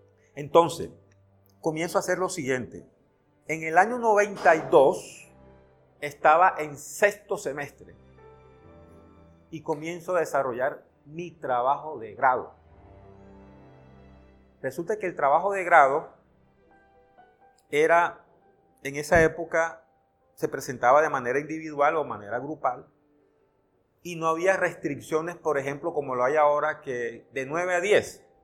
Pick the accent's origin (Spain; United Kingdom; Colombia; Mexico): Colombia; Santa Marta, Magdalena; yo soy de Santa Marta, de un barrio hermoso que se llama Pescadito. Ahí nací. Aprendí dos cosas de mi ciudad. A vivir el mar intensamente porque Pescadito está muy cerca al mar.